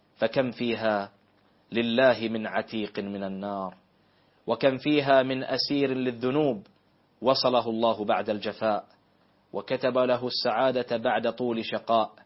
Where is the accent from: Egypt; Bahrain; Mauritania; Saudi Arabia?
Bahrain; اللهم احفظ بلادنا البحرين